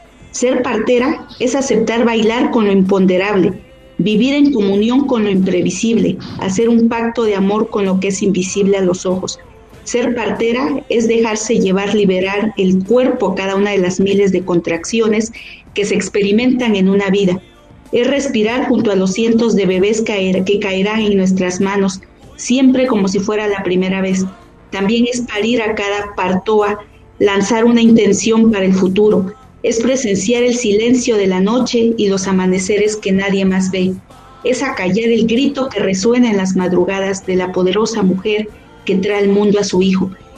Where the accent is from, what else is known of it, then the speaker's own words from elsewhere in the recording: Miahuatlán de Porfirio Díaz, Oaxaca, Mexico; en un pueblo de donde yo soy, en Miahuatlán de Porfirio Díaz, Oaxaca